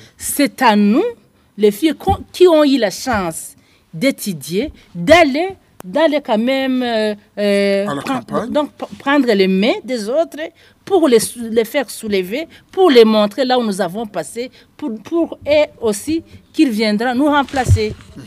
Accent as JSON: {"language": "French", "town": "Ngozi", "region": "Ngozi Province", "country": "Burundi", "said": "si moi, je suis de Ngozi, j'ai été élue dans la province de Ngozi."}